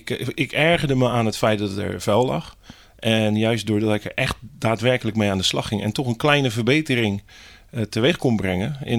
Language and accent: Dutch; Hellevoetsluis, South Holland, Netherlands; Ik kom uit Helvoetsluis. Ik ben gewend aan water en natuur om me heen.